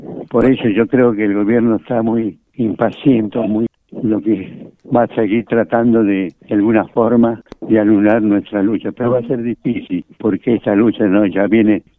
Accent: Yavi, Jujuy, Argentina; moved away as an adult; yo nací en Jujuy, en Yavi, y desde que tengo uso de razón he vivido hasta los 18 años en Jujuy

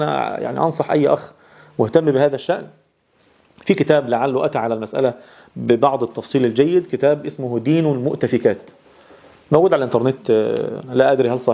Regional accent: Egypt; يعني احنا حتى عندنا في مصر كمجتمع مصري نادر جدا ما يحدث هذا الأمر

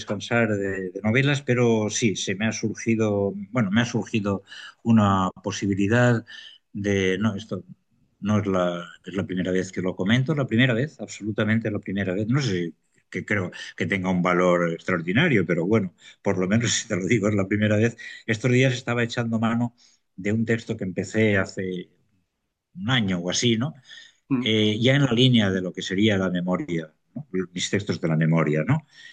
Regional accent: Gestalgar, Valencian Community, Spain; mi pueblo, es un pueblo precioso de la serranía valenciana, afectado por la Dana, pero que nos estamos recuperando, por lo tremendamente acogedor. Anota el nombre de Gestalgar

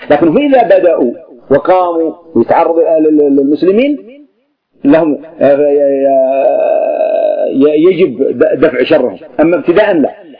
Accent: Yemen; مثل القبائل عندنا في اليمن تبغي حاشد على سنحان واعتدت عليها

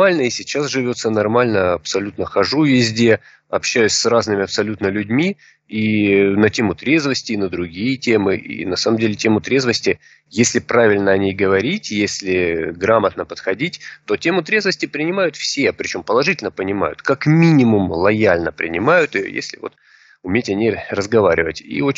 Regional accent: Rostov-on-Don, Rostov Oblast, Russia; я учитель трезвости из Ростова-на-Дону

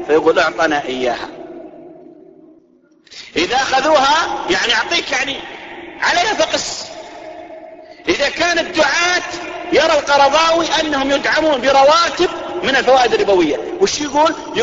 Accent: Saudi Arabia; ينتشر عندنا في السعودية

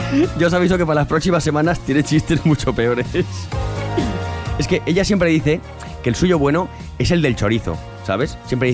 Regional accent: Fraga, Aragon, Spain; Soy de Fraga

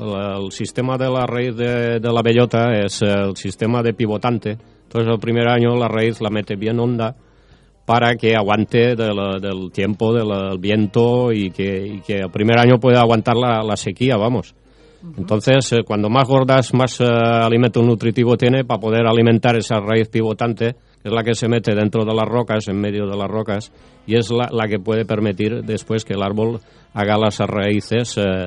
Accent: Llíria, Valencian Community, Spain; Pues yo soy de Liria. Pero en realidad tengo la relación con el libro que ha dicho Luis porque yo también estuve en Francia. Soy hijo de inmigrantes

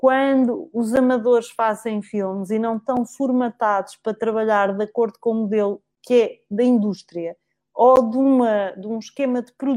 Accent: Alentejo, Portugal; eu sou alentejana

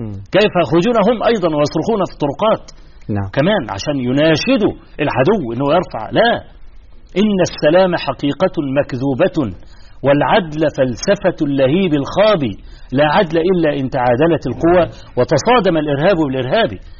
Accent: Egypt; في مثلا عندنا في مصر حصل مظاهرة في استاد القاهرة

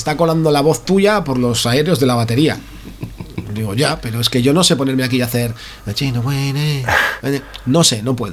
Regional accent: Basauri, Basque Country, Spain; Somos de Basauri, nos pilla todo muy bien

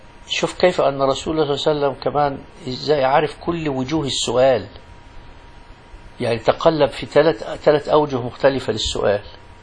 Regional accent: Egypt; يسموه الخضر عندنا في مصر

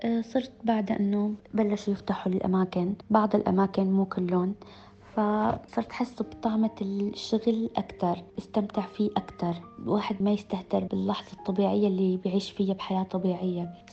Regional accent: Syria; now in United Arab Emirates; من سوريا، بشتغل بمركز طبي وبدرس بنفس الوقت بزنس مانجمنت وعايشة بالإمارات.

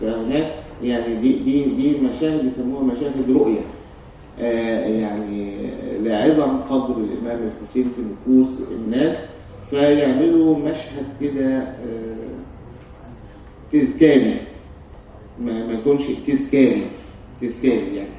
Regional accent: Egypt; لكن بالنسبه لنا كمصريين

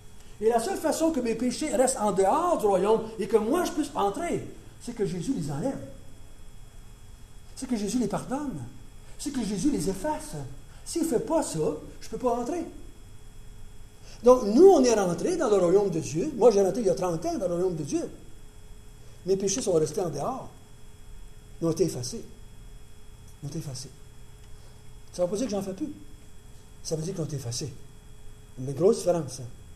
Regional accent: Quebec, Canada; bon, ben moi, là, je suis pas Juif, je suis Québécois

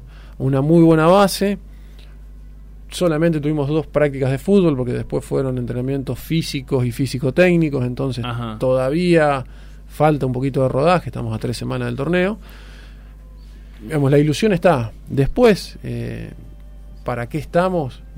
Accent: Río Tala, Buenos Aires Province, Argentina; yo me crié en Río Tala.

